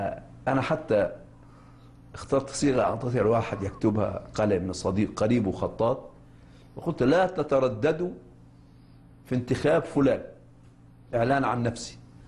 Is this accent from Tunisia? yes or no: no; Egypt; born or raised there